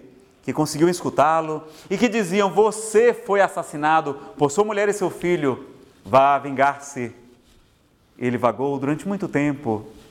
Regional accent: Ceará, Brazil; Eu, como sou do Ceará, vou para umas paragens diferentes

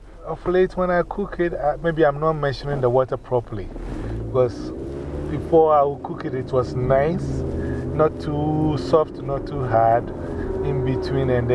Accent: Ghana

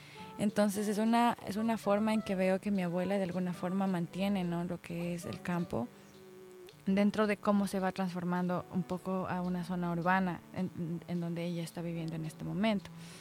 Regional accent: Quito, Pichincha, Ecuador; Y yo misma me he olvidado muchas veces creciendo en Quito.

